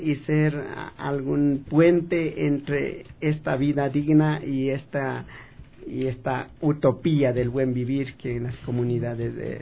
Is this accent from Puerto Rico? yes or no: no; Chimborazo, Ecuador; Mi comunidad se llama Bayubuk. Es una comunidad jurídica pequeña